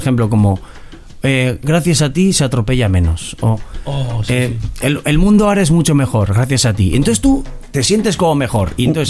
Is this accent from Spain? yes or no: yes; Castile and León, Spain; Entonces yo busco el viaje de Bilbao a Aranda, que está cerca de mi pueblo.